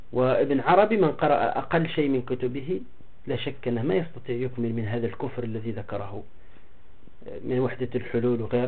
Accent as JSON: {"language": "Arabic", "country": "Tunisia", "said": "ولهذا أنا إذا رأيت عدد القبور عندنا في تونس"}